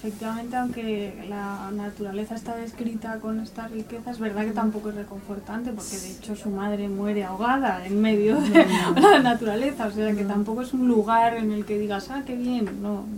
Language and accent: Spanish; Madrid, Community of Madrid, Spain; Yo yo soy de Madrid, pero mis abuelos son de Guadalajara.